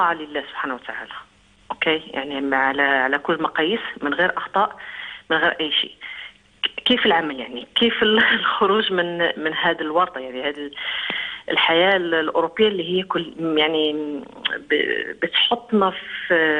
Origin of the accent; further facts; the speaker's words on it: Morocco; انا اصلي من المغرب.